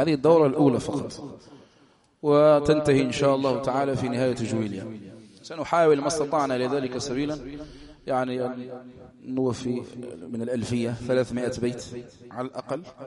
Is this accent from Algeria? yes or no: yes; Algeria; تعرفوا الحال في بلدنا يعني تمر بلدنا الجزائر يعني بأحداث عظام